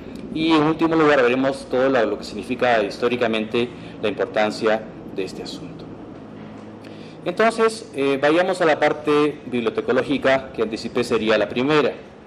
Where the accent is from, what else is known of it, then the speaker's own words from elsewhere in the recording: Peru; sobre todo nosotros como peruanos